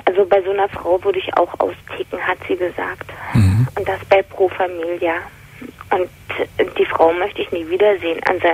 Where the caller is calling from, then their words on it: Berlin, Germany; Ich bin eigentlich aus Berlin, wohne jetzt in Baden-Württemberg.